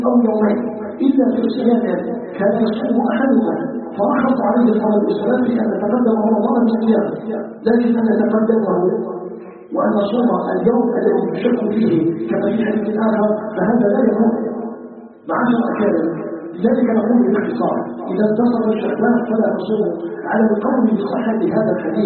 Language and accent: Arabic; Algeria; نسأله سبحانه أن يجعل بلدنا الجزائر بلدا آمنا مطمئنا